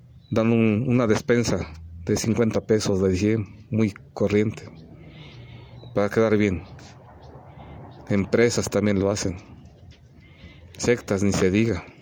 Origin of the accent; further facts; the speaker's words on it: Mexico; para que no se pierda, ni se siga perdiendo mi pueblo mexicano, de nuestra perla mexicana